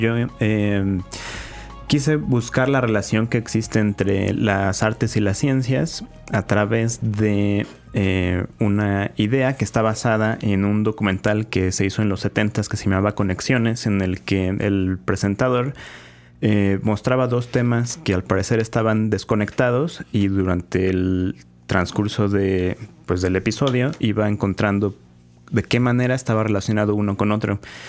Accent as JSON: {"language": "Spanish", "country": "Mexico", "said": "creo que como mexicanos nos encanta reírnos de todo"}